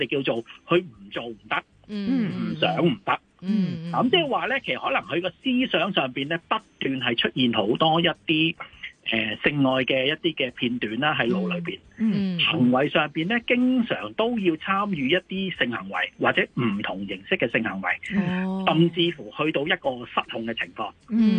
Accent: China; 咁好多時我哋唔知係咪我哋中國人成日都將黃賭毒咧，好似夾埋一齊嚟講嘅嚇

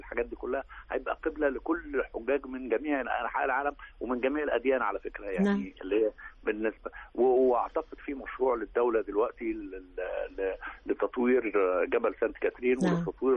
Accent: South Sinai, Egypt; احنا عندنا سياحه دينيه عندنا في سيناء

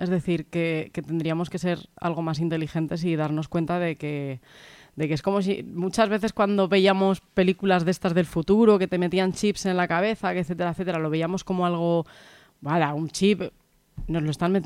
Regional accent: Castilla-La Mancha, Spain; now in Zaragoza, Spain; Yo como manchega

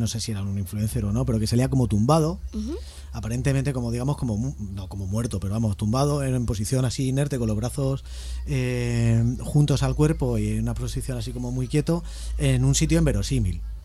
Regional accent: Móstoles, Community of Madrid, Spain; Aunque somos de Móstoles, coño.

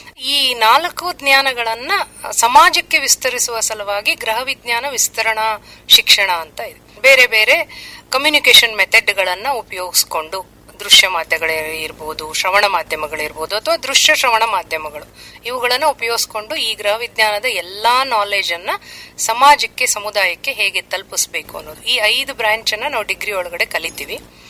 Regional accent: Hangal, Karnataka, India; ಮೂಲತಃ ನಾವು ಹಾವೇರಿ ಜಿಲ್ಲೆಯ ಹಾನಗಲ್ ತಾಲೂಕಿನವರು.

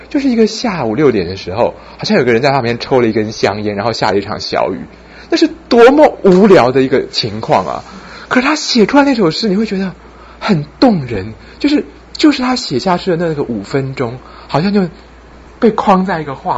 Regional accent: China; 像我们中国人要恢复赤子之心

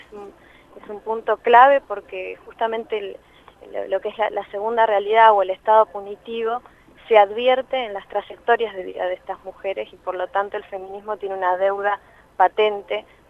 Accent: Santa Cruz de la Sierra, Santa Cruz, Bolivia; now in Argentina; yo no siempre viví en Argentina. Viví casi toda mi infancia en Bolivia, en Santa Cruz de la Sierra

